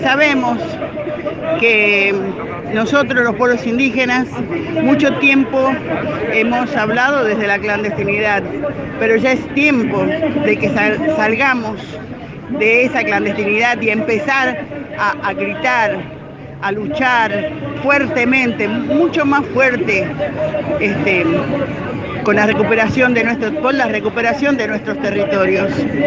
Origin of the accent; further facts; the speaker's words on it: Salta, Argentina; soy de Salta.